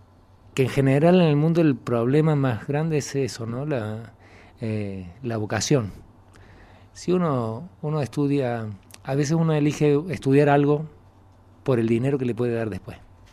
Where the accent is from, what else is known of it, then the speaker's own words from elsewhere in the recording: Córdoba, Argentina; also born or lived in Buenos Aires; now in Spain; Yo vine de Córdoba, de Argentina. Antes de Córdoba me fui a Buenos Aires. Era muy joven.